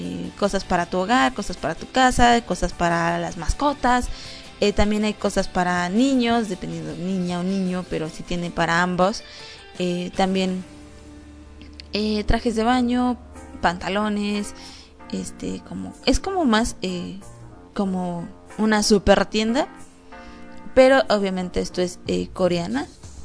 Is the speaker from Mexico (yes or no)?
yes; Mexico; Aquí ya me ubicó que yo soy de México, porque entré a la página y obviamente me aparece luego, luego que soy de México.